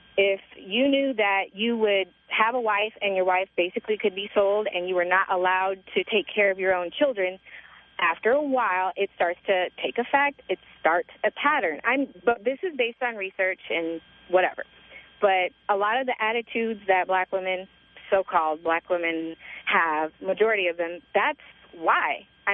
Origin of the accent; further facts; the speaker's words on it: Santa Barbara, California, United States; Dude, I grew up in Santa Barbara. Everyone dated everyone.